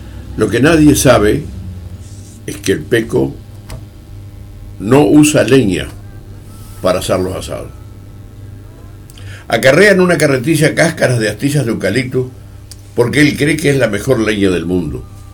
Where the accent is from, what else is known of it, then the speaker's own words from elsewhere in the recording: Uruguay; como buenos uruguayos, casi siempre es un asado.